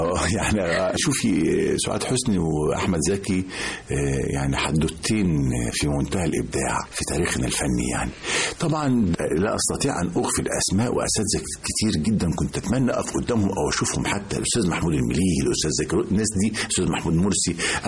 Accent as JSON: {"language": "Arabic", "town": "Mansoura", "region": "Dakahlia", "country": "Egypt", "tie": "born or raised there", "said": "من وأنا طفل يعني كنت في المنصورة في الدقهلية"}